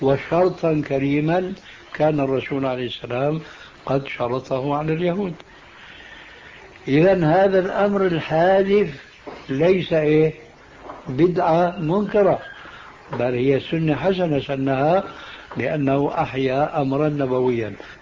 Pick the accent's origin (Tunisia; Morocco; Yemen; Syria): Syria; كما يقولون عندنا في سوريا